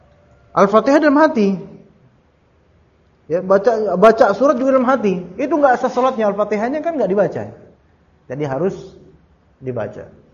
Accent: Jakarta, Indonesia; Saya orang mana sih ya? Jakarta, Betawi, Sunda, Jawa juga.

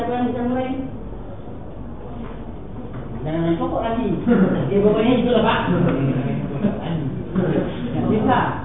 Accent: East Java, Indonesia; Hanya saja ditugaskan masuk ke dalam tubuh orang Madura berbahasa Madura saja. Udah pake Madura. Madura tubuh saya ini Madura.

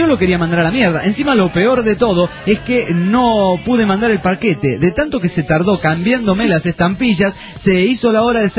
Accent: United States; moved away as an adult; Yo creo que esta gente piensa que somos de dinero cuando le decimos que somos de los Estados Unidos de Norteamérica.

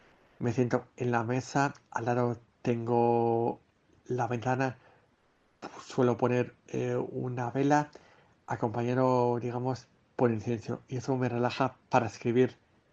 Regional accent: Madrid, Community of Madrid, Spain; Cuando era pequeño vivía yo en Madrid y los veranos en el mes de julio solía venir a Salamanca.

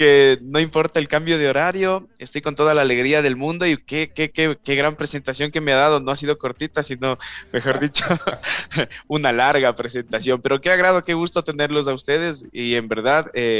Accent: Quito, Pichincha, Ecuador; Estamos haciendo un trabajo a las afueras de Quito que sería la periferia, ¿no? De mi ciudad natal.

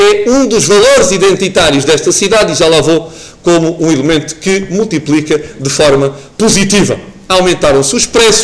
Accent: Portugal; como portugueses que somos, povo do mais belo do mundo

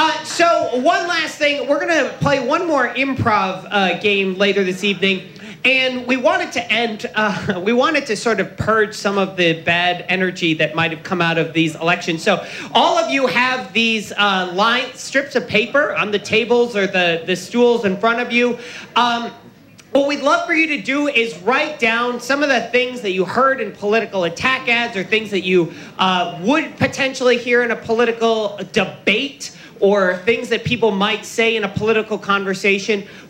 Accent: Florida, United States; The Republican will win the governor's mansion in Florida, my home state.

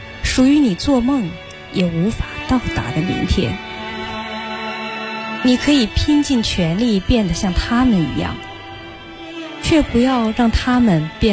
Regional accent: Dandong, Liaoning, China; 大家好，我来自辽宁丹东

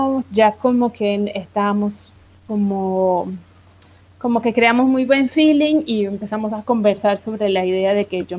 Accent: Argentina; moved away as an adult; also born or lived in Brazil; yo salí de Argentina y me fui a Brasil en el 2002, como en septiembre, y ahí en Brasil, bueno, hice una maestría

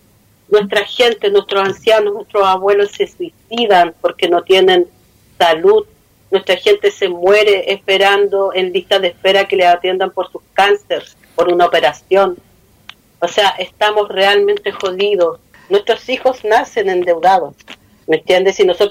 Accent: Araucanía, Chile; first language Mapudungun; Spanish is a second language; los voy a saludar en mi lengua materna, que es mapuche. Marimari Lamien, Marimari Compute … locutora de Radio Huelquén Curru, medio de comunicación mapuche de la Araucanía

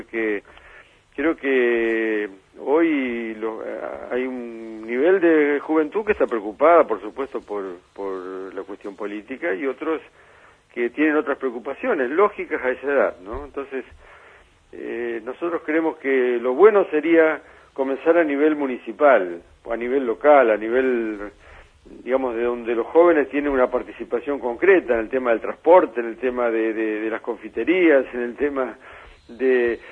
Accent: Argentina; Fíjese que hoy nuestra gran preocupación como argentinos tiene que estar en que hay 1 millón de jóvenes que no estudian ni trabajan.

